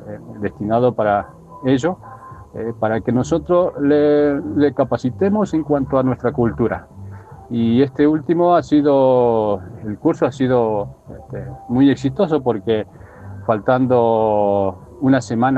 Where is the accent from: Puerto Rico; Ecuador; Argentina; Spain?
Argentina; Salta; te estoy hablando desde San Ramón de la Nueva Orán, provincia de Salta. … soy del pueblo guaraní, soy guaraní.